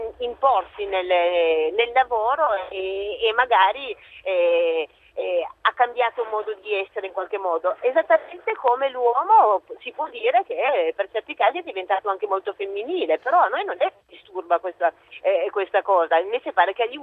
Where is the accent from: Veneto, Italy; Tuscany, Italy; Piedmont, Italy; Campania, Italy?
Piedmont, Italy; visto che io sono piemontese.